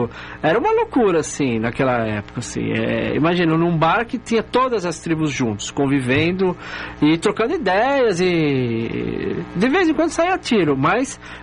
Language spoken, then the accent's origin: Portuguese; São Paulo, Brazil; Ah, era na Zona Leste, eu sou da Zona Leste.